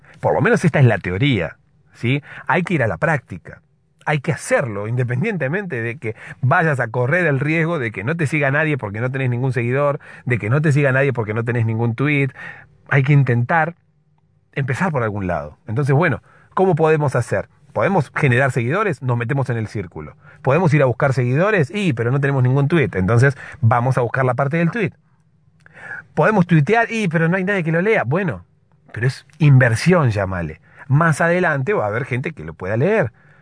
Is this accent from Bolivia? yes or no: no; Argentina; Se nota que soy de Argentina.